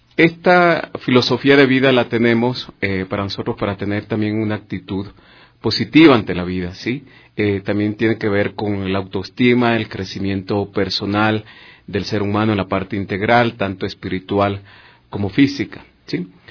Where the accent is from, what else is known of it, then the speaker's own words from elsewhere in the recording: Ecuador; creo que como ecuatorianos, saber que tenemos estas actividades ya cerca de 22 años transmitiendo aquí estas enseñanzas